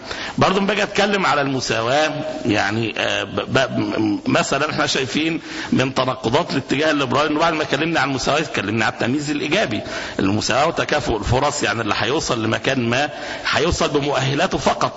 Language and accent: Arabic; Egypt; عندنا في مصر في ممارسات